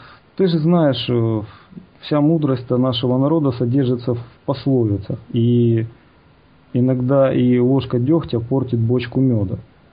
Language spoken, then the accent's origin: Russian; Kyiv, Ukraine; Хотя вот он человек с Западной Украины, а я, получается, киевлянин.